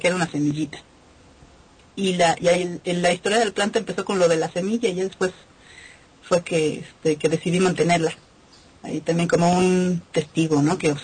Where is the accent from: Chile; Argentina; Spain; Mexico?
Mexico; Que para nosotros que somos audiencia mexicana